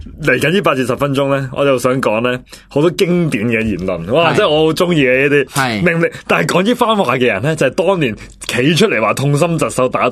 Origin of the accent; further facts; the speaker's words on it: China; 即系我哋中国人咧，啲逻辑系成日乱嚟嘅